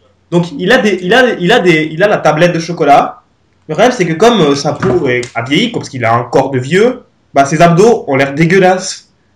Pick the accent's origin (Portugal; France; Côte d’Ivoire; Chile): Portugal; Surtout moi, parce que je suis portugais, donc je comprends rien ce que t'as dit